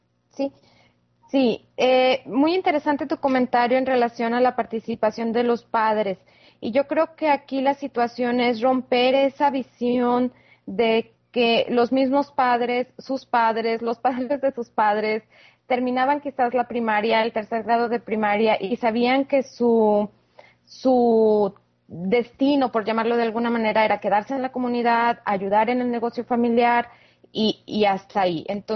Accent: Saltillo, Coahuila, Mexico; en México, en Saltillo, de donde yo soy

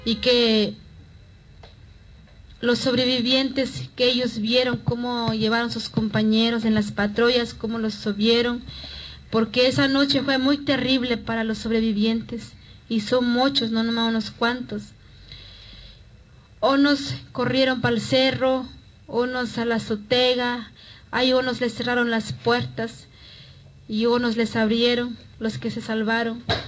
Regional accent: Guerrero, Mexico; Somos de Guerrero, pero no todo en un solo lugar. Venimos de diferentes regiones. Yo vengo de la montaña alta, donde se habla náhuatl, y los demás compañeros vienen de Costa Chica, donde pues hablan mixteco, mepa y tlapaneco.

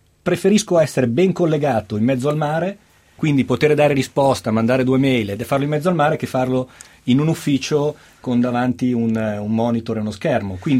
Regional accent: Milan, Lombardy, Italy; also born or lived in Camogli; Io sono milanese, sono milanese, ma sono di quei milanesi che per famiglia vive, ha vissuto la sua infanzia spesso al mare, nella, in una bella zona della Liguria che si chiama Camogli.

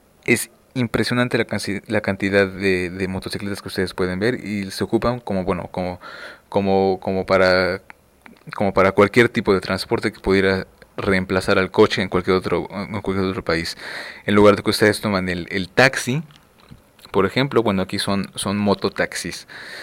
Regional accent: Mexico; Vietnam para mí, que yo soy mexicano, bueno, se encuentra justamente en el otro lado del mundo

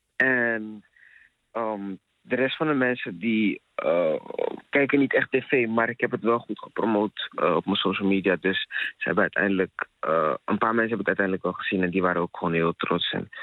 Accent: Ghana; Ik ben Ghanees. Dan praat ik het over de... Afrikaanse cultuur eigenlijk.

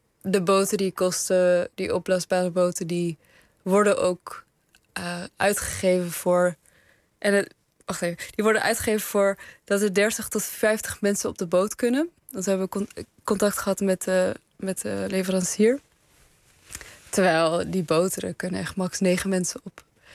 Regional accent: Afghanistan; En in Afghanistan, waar ik vandaan kom, wordt het gegeten bij begrafenissen.

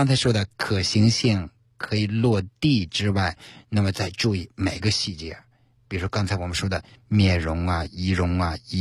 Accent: China; 我们中国人对于面试这个谦虚和自信，这里面要有个度

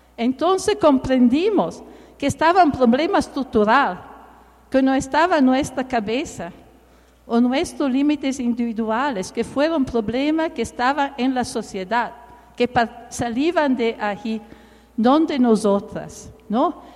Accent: Italy; born there; Spanish is a second language; yo nací en Italia en el periodo, en los años después de la Segunda Guerra Mundial.

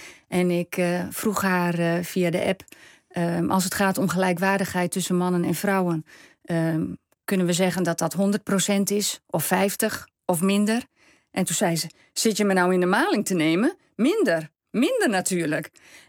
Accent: Netherlands; born there; Dus ik ben in Nederland geboren.

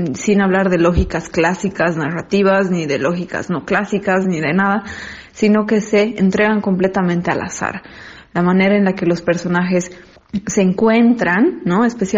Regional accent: Bolivia; como espectadores bolivianos podemos sentir que es un síntoma de una especie de progreso en el cine boliviano

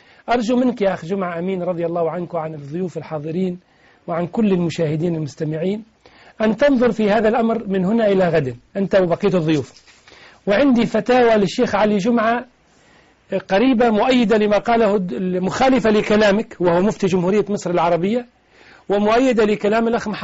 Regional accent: Tunisia; هذا أمر شيء أعرفه عندنا في تونس

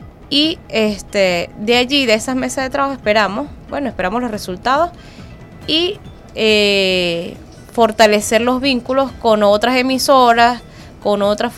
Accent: Mérida, Venezuela; Estoy llegando de Mérida, yo soy de Mérida, okay.

